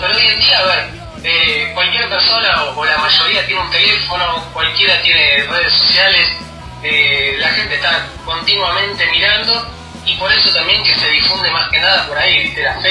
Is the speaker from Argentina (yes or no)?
yes; Escobar, Buenos Aires Province, Argentina; yo soy de Escobar